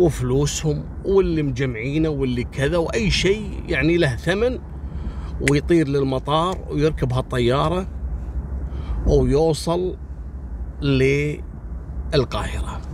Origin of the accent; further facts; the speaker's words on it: Kuwait; ترى والله في أسماء عندنا في الكويت لو أقولها لكم مستحيل تنطقونها بالشكل الصحيح